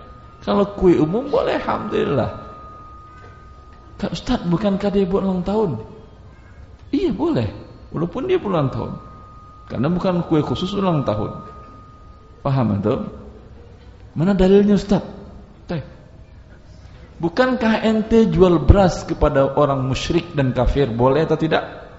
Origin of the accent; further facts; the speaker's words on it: Padang, West Sumatra, Indonesia; Saya orang Padang.